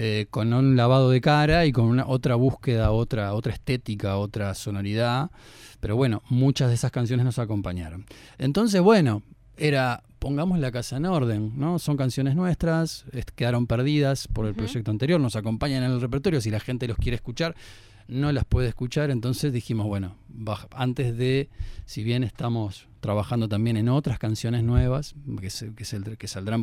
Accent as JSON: {"language": "Spanish", "country": "Uruguay", "said": "Yo soy de aquí de Uruguay"}